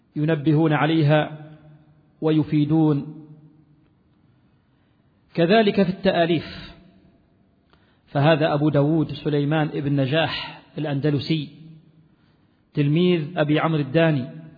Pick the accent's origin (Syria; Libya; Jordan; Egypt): Libya; وهي الرواية المشهورة في بلدنا ليبيا